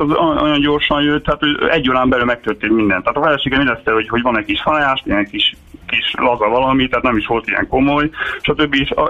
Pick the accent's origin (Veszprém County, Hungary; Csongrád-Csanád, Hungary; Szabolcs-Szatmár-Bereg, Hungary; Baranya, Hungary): Baranya, Hungary; Pécs; mert mi pécsiek vagyunk egyébként, elterveztük, hogy akkor nem Pécsre megyünk